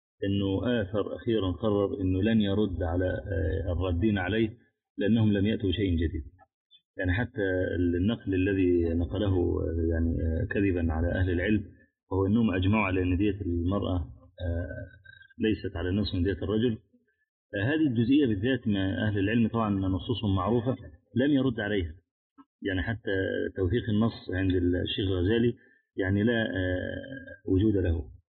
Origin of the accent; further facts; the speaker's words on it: Egypt; من الشباب عندنا في مصر يعانون من هذا البلاء